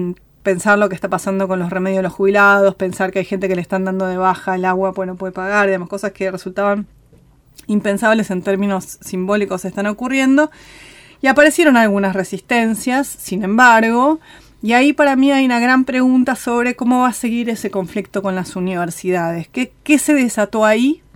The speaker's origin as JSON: {"language": "Spanish", "country": "Argentina", "said": "Me parece que los argentinos somos, y las argentinas somos muy ombliguistas"}